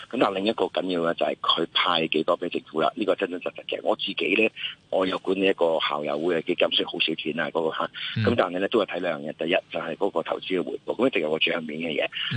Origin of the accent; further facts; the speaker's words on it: Hong Kong; 咁內地我哋香港人都好彩啊